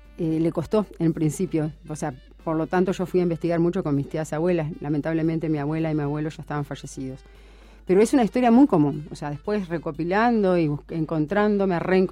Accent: Uruguay; nosotros, como uruguayos, por ejemplo, nos falta esa pata de la mesa de la identidad.

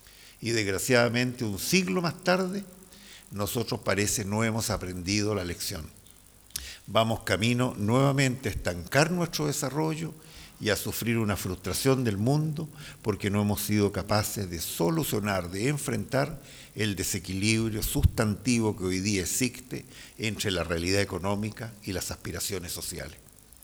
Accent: Chile; Yo tengo la esperanza como chileno de que podemos corregir rumbos

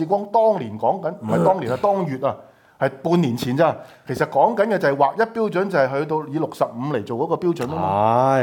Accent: Hong Kong; 是不是你侮辱我們香港人啊？

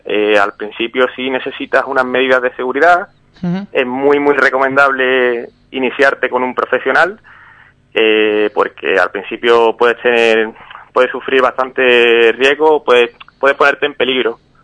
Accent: Ubrique, Andalusia, Spain; Me crié en Ubrique, vamos, he estado hasta los 18 años viviendo en Ubrique, y ya después pues he estado viviendo más que nada pegado a la costa

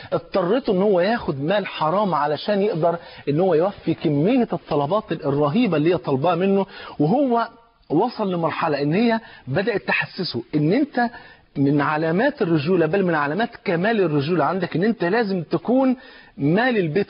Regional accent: Egypt

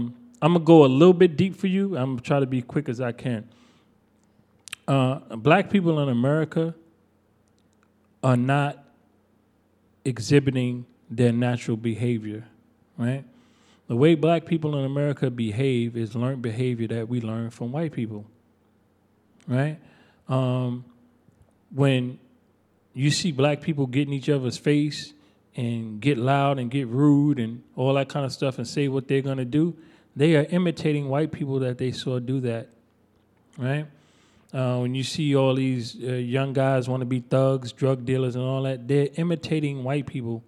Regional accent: New York, United States; I'm from New York. I know where he's coming from.

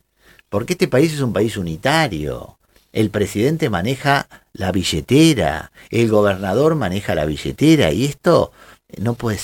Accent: Bahía Blanca, Buenos Aires Province, Argentina; vengo del puerto de Bahía Blanca.

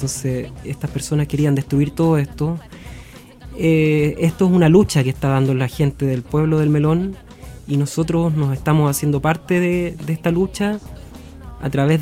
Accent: Limache, Valparaíso, Chile; yo empecé en la música muy chiquitito, como a los 12 años. Yo soy de Limache.

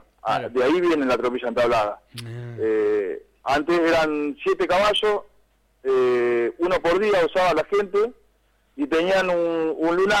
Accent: Cañuelas, Buenos Aires Province, Argentina; A mí tocó representar, bueno, a mi pueblo Cañuela

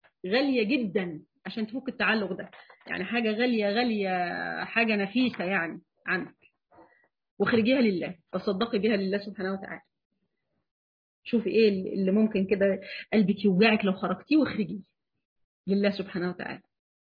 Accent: Egypt; دي الفجر عندنا في مصر بيدنا على 5:15

